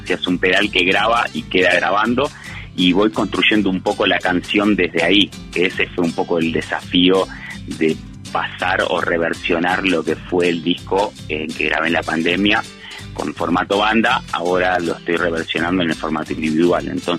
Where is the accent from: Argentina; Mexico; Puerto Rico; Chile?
Argentina; Buenos Aires; moved away as an adult; now in Huerta Grande, Argentina; Valle de Punilla, de Huerta Grande, mejor dicho. Bueno, que vengo de Buenos Aires en 2016